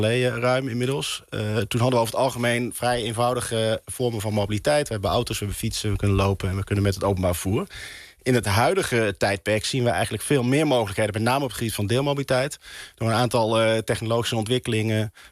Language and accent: Dutch; North Brabant, Netherlands; Ik kom zelf uit Brabant, uit Oost-Brabant. Dat is ook niet heel goed bereikbaar.